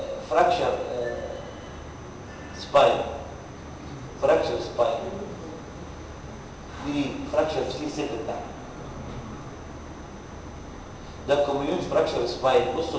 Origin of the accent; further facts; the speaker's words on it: Egypt; كان زمان وأنا صغير في مصر